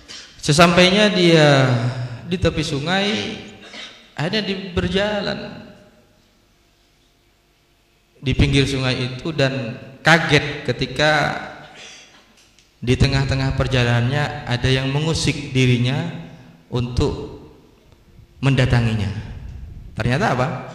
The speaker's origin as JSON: {"language": "Indonesian", "country": "Indonesia", "said": "saya dari Indonesia ya, waktu itu masih baru. Ya pakai bahasa Indonesia saya. Pakai bahasa Madura."}